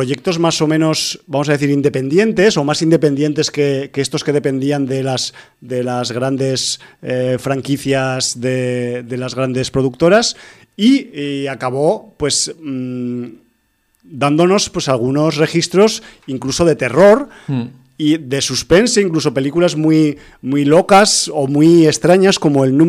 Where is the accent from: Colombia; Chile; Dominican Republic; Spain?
Spain; Zaragoza, Aragon; moved away; en uno de mis numerosos viajes a mi tierra natal de Zaragoza, a ver a mi familia.